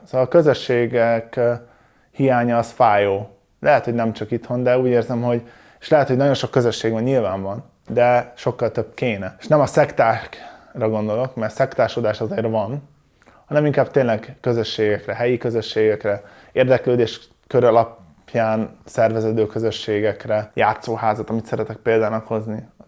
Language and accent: Hungarian; Szomor, Komárom-Esztergom, Hungary; Szomoron nőttem fel, ez egy kis falu.